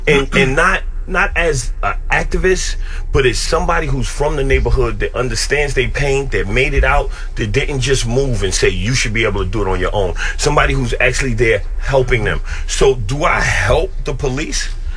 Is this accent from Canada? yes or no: no; Bronx, New York, United States; I'm from Yankee Stadium, 163rd, 164th, Shanksby.